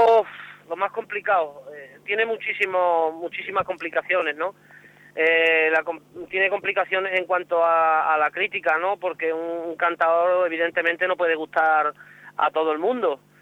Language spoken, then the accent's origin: Spanish; Extremadura, Spain; me siento orgulloso de ser extremeño y de la consideración que tienen respecto a mi persona en general